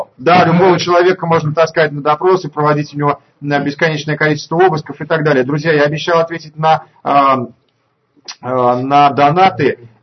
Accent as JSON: {"language": "Russian", "town": "Saratov", "region": "Saratov Oblast", "country": "Russia", "said": "в общем-то, не меньшую дорогу, чем я из Саратова"}